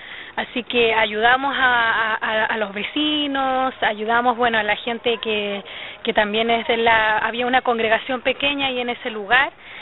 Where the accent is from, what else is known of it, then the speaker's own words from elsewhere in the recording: Taltal, Antofagasta, Chile; Yo nací en un hogar cristiano, mis padres actualmente son pastores de una congregación en mi ciudad natal, que es Taltal, es una ciudad pequeñita al sur de Antofagasta. Es parte de la segunda región.